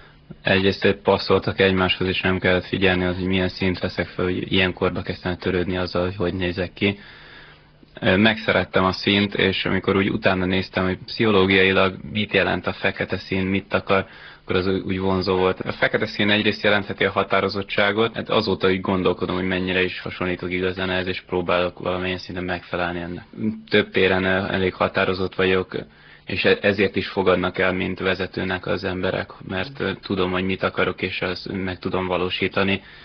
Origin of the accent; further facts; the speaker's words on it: Szeged, Csongrád-Csanád, Hungary; moved away as an adult; now in Budapest, Hungary; Szegedi vagyok. Pontosan egy éve költöztem fel Budapestre